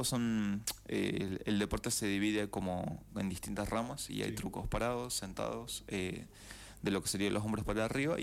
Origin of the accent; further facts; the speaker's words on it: San Luis, Argentina; sé que soy el único de San Luis